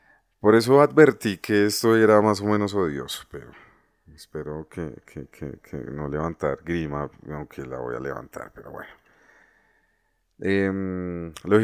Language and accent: Spanish; Bogotá, Colombia; yo nací y me crié en el Tunal.